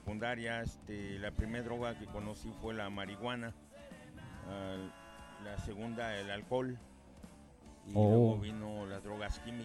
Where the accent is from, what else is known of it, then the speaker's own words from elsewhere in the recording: Mexico City, Mexico; Nací en la Ciudad de México, soy chilango, de la colonia Tacuba.